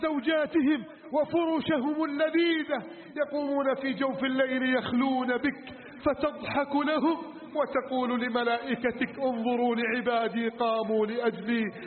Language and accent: Arabic; Egypt; واجعل بلدنا مصر آمنا مطمئنا وسائر بلاد